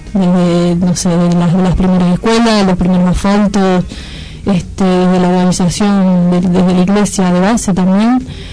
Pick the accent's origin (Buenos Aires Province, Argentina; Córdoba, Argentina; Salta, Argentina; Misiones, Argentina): Buenos Aires Province, Argentina; Cuartel Quinto; Como ya dije anteriormente, soy de Cuartel Quinto, y por ahí Cuartel Quinto se caracteriza bastante por la cantidad de organizaciones que existen.